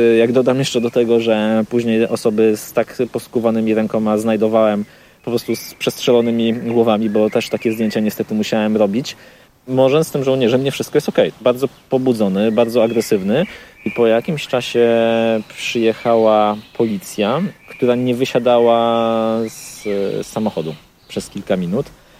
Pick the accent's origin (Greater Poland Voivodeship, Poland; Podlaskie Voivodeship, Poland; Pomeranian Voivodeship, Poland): Pomeranian Voivodeship, Poland; Gdańsk; No, jestem z Gdańska.